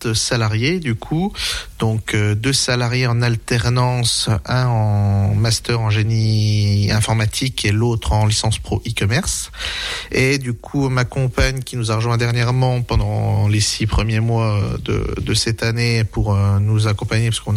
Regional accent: La Forge, Grand Est, France; donc moi je suis originaire d'ici, donc j'ai grandi à la Forge entre Remiremont et Gérardmer.

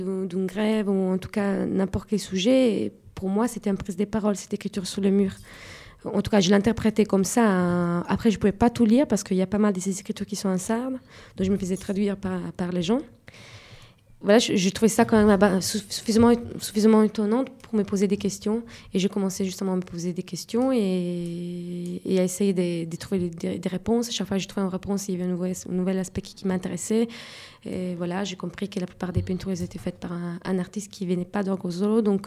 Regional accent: Italy; French is a second language; now in France; je suis italien, mais ne savent pas que je suis pas sarde.

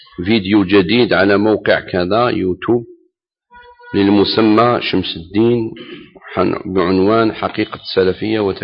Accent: Algeria; لا تفهمن أنني يعني أنقص من الشعب الجزائري وأنا واحد من الجزائر أنا نحب بلادي ونحب الجزائر

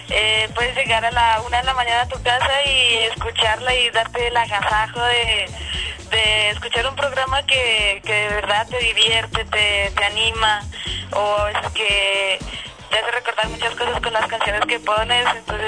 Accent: Bogotá, Colombia; yo soy aquí de Bogotá, nací en Bogotá, aunque tengo sangre española, mi papá es español

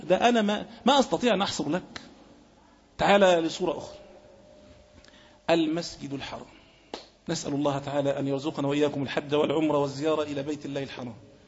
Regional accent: Egypt; بلاد مثلا زي بلادنا مصر مش ممكن كنت تشوف حد فيها خالص

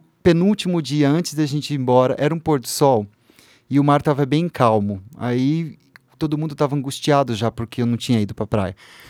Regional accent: Uraí, Paraná, Brazil; Eu sou do interior do Paraná, uma cidade chamada Uraí. E a gente fica a 600 quilômetros da praia mais próxima, né?

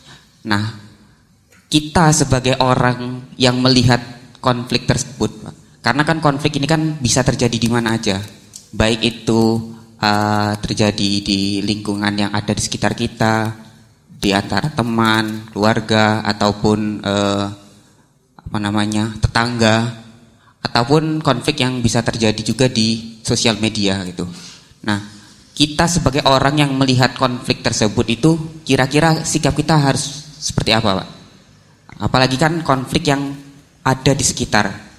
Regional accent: Palembang, South Sumatra, Indonesia; asal dari Palembang, sekarang kuliah di UIN Sunan Kalijaga.

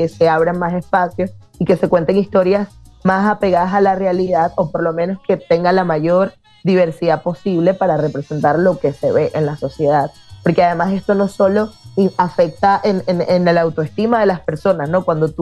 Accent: Venezuela; las tres somos venezolanas.

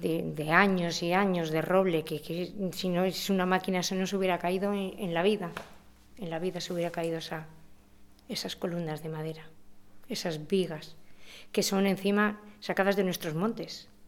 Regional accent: Riaño, Castile and León, Spain; moved away as an adult; que ya tenía 6 meses cuando salí de Riaño, y mis raíces ahí quedaban, todo.

